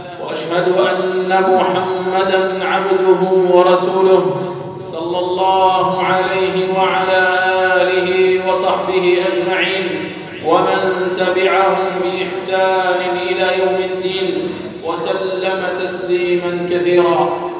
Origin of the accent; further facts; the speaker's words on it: Algeria; بلادنا الجزائر ولله الحمد بلادٌ إسلاميةٌ عربية